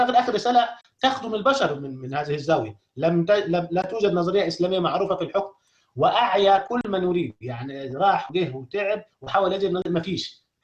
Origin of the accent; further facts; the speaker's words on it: Egypt; أي مكان داخل مصر كدولة احنا كلنا مصريين نتكلم فيها